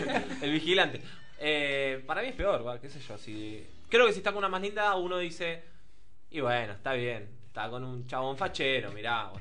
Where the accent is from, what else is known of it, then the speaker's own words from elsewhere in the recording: Argentina; Por eso vos sos de Perú, yo soy de Argentina.